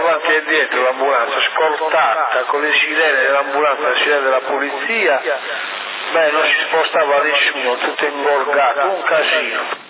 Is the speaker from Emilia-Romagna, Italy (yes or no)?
no; Sardinia, Italy; ma sono sardo.